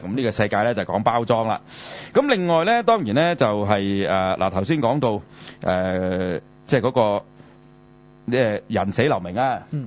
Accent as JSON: {"language": "Cantonese", "country": "China", "said": "我哋中國人好早就重視呢樣嘢"}